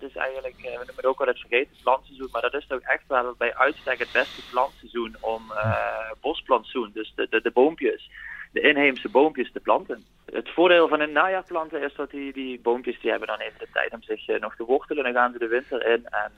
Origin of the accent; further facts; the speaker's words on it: Limburg, Netherlands; zelf kom ik uit Limburg